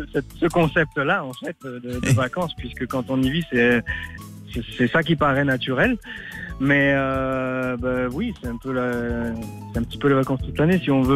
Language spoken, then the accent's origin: French; Bastia, Corsica, France; Bastia, chez moi en Corse.